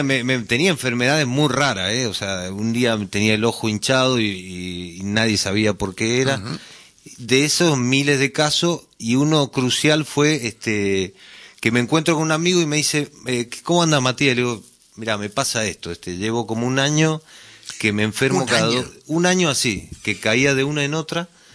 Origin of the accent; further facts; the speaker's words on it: Mendoza, Argentina; also born or lived in San Juan; yo nací en San Juan, espero que no lo escuche ningún mendocino esto, porque no vuelvo nunca más, pero a los 3 años me llevaron a Mendoza y digamos que toda mi infancia fue ahí, digamos, en Mendoza.